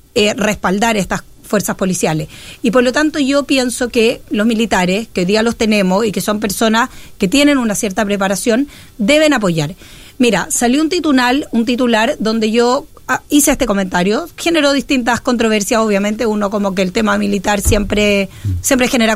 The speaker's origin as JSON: {"language": "Spanish", "country": "Chile", "said": "que no tiene la dotación que necesitamos como chilenos"}